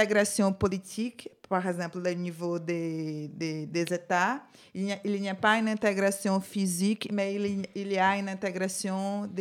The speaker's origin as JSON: {"language": "French", "country": "Brazil", "second_language": "French", "said": "Je suis brésilienne"}